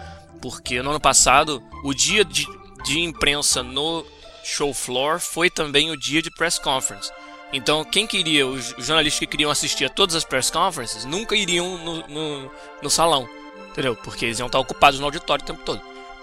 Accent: Rio de Janeiro, Brazil; now in Vancouver, Canada; Porque eu cheguei direto em São Paulo, né? Eu sou do Rio, então nem fui no Rio, não fui ver ninguém.

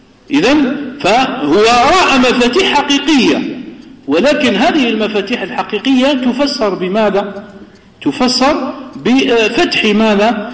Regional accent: Kabylie, Algeria; Arabic is a second language; فنحن أصلا أنا لست عربيا، أنا أعجمي، أنا قبائلي، قبيلي مش عربي.

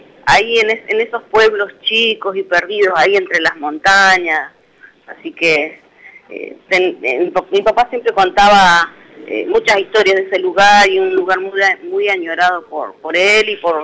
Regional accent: Neuquén, Argentina; born there; Nací en Neuquén Capital, sí.

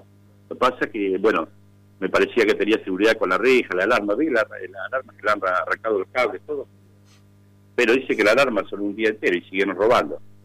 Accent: Tandil, Buenos Aires Province, Argentina; yo soy de Tandil, defiendo Tandil a muerte

